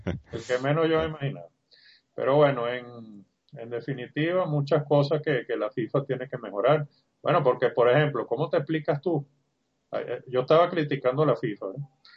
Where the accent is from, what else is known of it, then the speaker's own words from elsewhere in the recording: Venezuela; nosotros como venezolanos que tengamos nuestra vino tinto ahí presente.